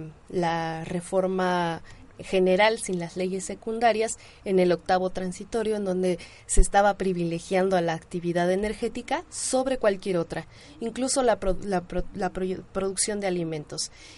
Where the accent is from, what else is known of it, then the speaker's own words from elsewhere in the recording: Mexico; por este despojo de nuestra identidad como mexicanos